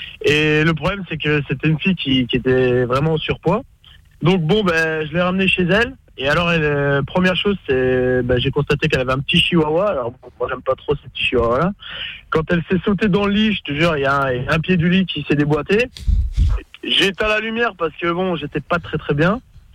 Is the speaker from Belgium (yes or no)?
yes; Belgium; marché de Noël en Belgique, je viens de Belgique.